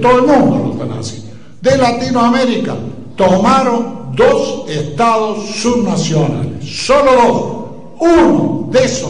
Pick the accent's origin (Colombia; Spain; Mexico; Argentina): Argentina; nosotros somos hijos, los argentinos, de la Universidad Pública.